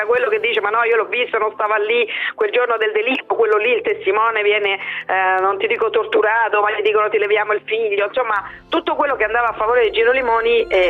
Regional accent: Rome, Lazio, Italy; considerate che io sono di Roma

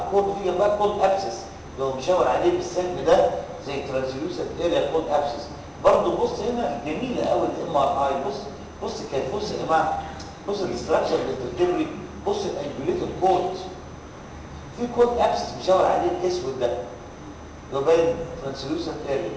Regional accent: Egypt; كان زمان وأنا صغير في مصر

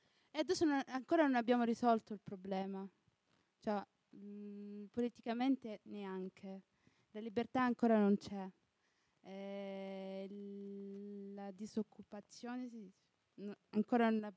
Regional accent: Tunisia; now in Italy; Dalla Tunisia.

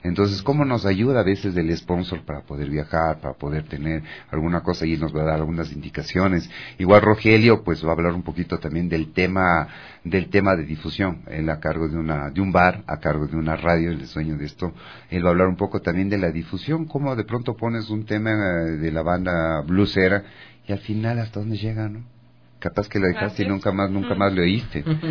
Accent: Ecuador; todos nosotros que somos ecuatorianos, hacer ver que nuestro país vale mucho

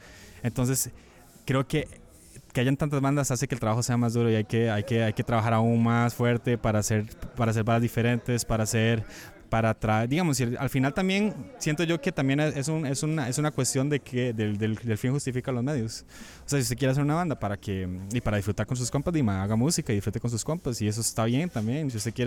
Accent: Costa Rica; Que es tan rica como la costarricense, que somos un país de 5 millones

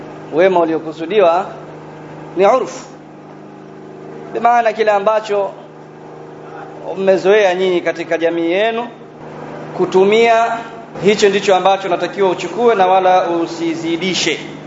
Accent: Tanzania; Na mimi natoka Tanzania.

